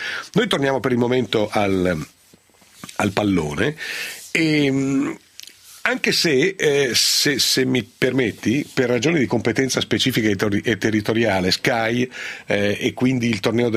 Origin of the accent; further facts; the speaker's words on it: Piedmont, Italy; esagerumanen, come si dice nelle mie parti in Piemonte.